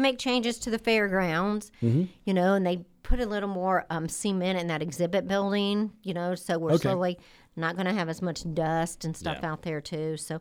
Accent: Indiana, United States; Yeah, because I grew up in Howard County, too.

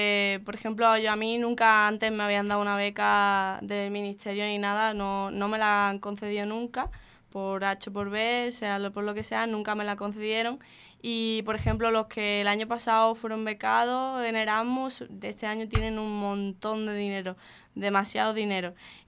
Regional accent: Málaga, Andalusia, Spain; now in Poland; soy de aquí de Málaga, por aquí por la Trinidad.

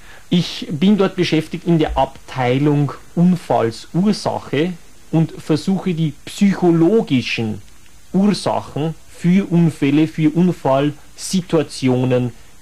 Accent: Ottobrunn, Bavaria, Germany; Ich komme direkt aus Ottobrunn. Das ist ungefähr 20 Kilometer vor München.

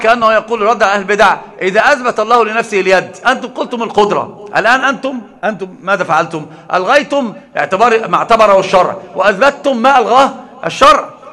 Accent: Egypt; هو رجل كان في الإمارات فقال لي أنت منين؟ من مصر.

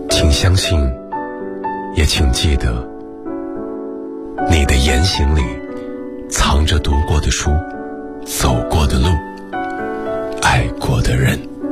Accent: northern China, China; 因为我是个北方人，我真的不太清楚上海年夜饭的样子

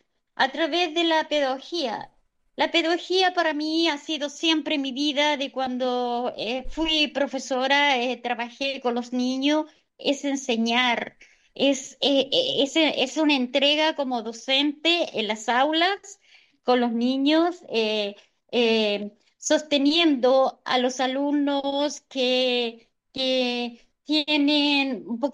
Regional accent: Lago Rapel, O'Higgins, Chile; yo soy la misma, soy latina, nunca niego mis raíces, soy de Lago Rapel, de Chile.

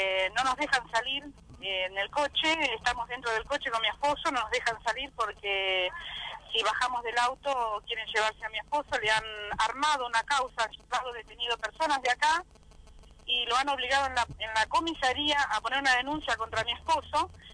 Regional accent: Tigre, Buenos Aires Province, Argentina; nosotros somos de Tigre

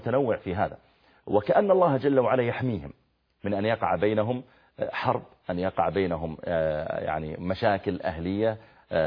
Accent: Saudi Arabia; اللي موجودة عندنا في السعودية الآن قريب من المدينة

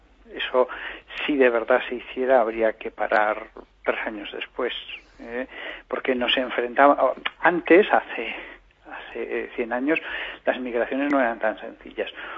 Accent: Aragon, Spain; Yo hablo con pasión y entusiasmo como buen aragonés que soy

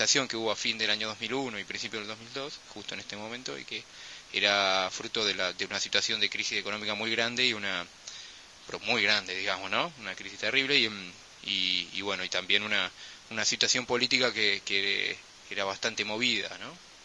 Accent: Buenos Aires, Argentina; Nosotros venimos desde Buenos Aires

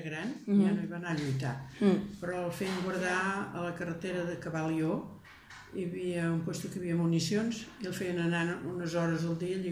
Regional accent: Valls, Catalonia, Spain; born there

